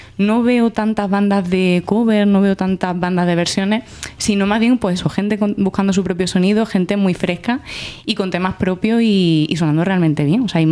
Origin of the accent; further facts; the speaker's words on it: Badajoz, Extremadura, Spain; also born or lived in Córdoba; Sí, bueno, cordobesa, pero criada en Badajoz.